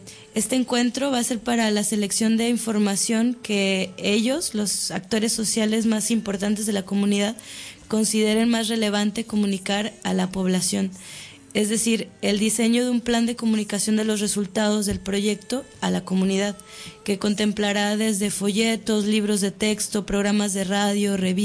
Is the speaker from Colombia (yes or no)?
no; Mexico; now in Barcelona, Spain; soy mexicana, estudié Antropología Social en la Universidad Veracruzana y ahora estoy cursando un máster en Estudios Ambientales en la Universidad Autónoma de Barcelona.